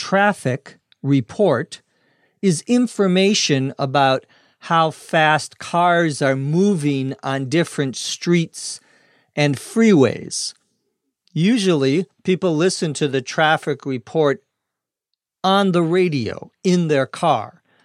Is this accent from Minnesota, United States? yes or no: yes; Minnesota, United States; runs in the middle of the United States through my home state of Minnesota.